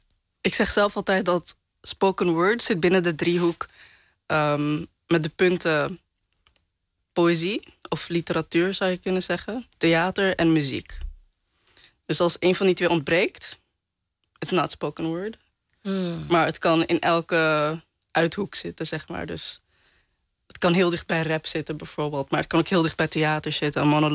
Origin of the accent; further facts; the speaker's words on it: Netherlands; Ik ben Pakistaans, ik ben Surinaams, ik ben moslim. Ik ben in Nederland opgegroeid.